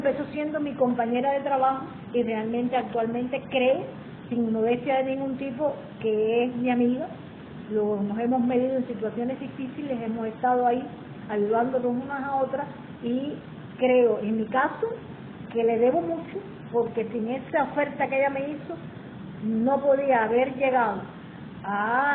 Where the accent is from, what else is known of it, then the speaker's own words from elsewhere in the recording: Cuba; así lo vemos los cubanos. Y como cualquier cubano más